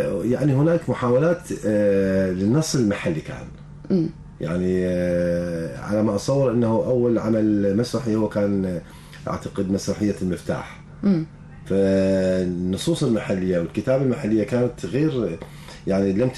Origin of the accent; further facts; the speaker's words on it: Iraq; وبعدها تطور المسرح عندنا في العراق